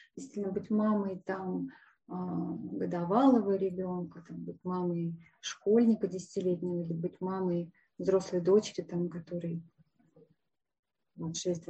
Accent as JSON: {"language": "Russian", "country": "Russia", "said": "Я ведь татарка. Я не русская, я татарка. В татарской культуре возраст дает женщине преимущество."}